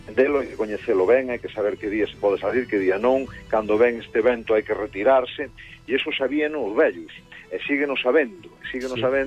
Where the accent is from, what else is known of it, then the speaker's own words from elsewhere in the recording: Galicia, Spain; Si somos galegos é porque e temos un carácter como que temos e nos definimos no mundo como especiais, o Atlántico influye moito.